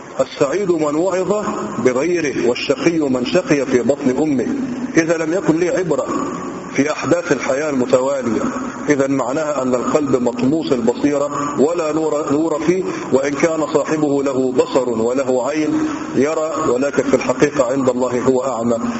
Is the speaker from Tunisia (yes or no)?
no; Egypt; وقيل أن موضع الخصف موجود عندنا في مصر في مكان لازال قرب الفيوم الآن